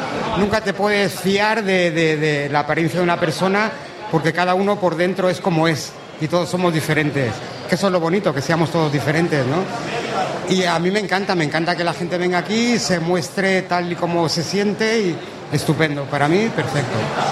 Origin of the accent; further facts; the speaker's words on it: Finestrat, Valencian Community, Spain; Venimos de Finestrat, de aquí de Alicante, un pueblecito de Alicante.